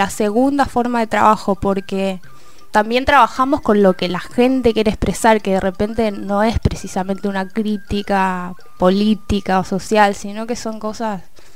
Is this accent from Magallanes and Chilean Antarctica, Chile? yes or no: no; Valparaíso, Chile; yo vengo de Valparaíso, que es un lugar en el centro de Chile, al lado del mar, donde llegan muchos barcos, mucha gente de todo el mundo. Hay casas de colores, hay música, hay teatro por todos lados.